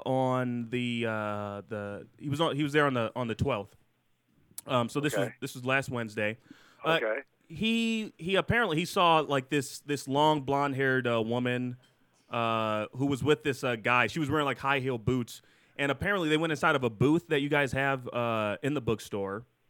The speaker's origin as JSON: {"language": "English", "region": "California", "country": "United States", "said": "We're actually from California."}